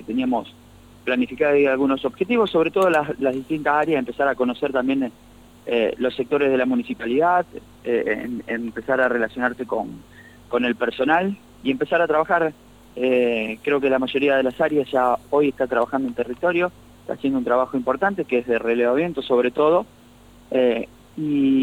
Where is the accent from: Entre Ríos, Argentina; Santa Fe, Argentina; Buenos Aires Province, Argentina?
Santa Fe, Argentina; San Martín de las Escobas; moved away as an adult; ¿Dónde nací? En San Martín de las Escobas.